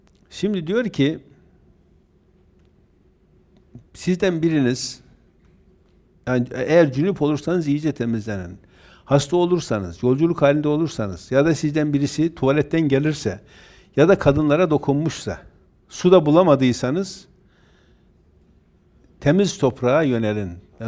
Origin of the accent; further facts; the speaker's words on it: Erzurum, Turkey; Öncekinde normal elbiseyle biz Erzurumluyuz bir şey olmaz diye gittik.